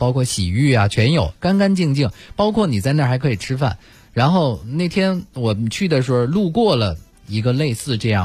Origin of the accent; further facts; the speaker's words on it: Sichuan, China; 我四川人，嘿，但是我到腾冲。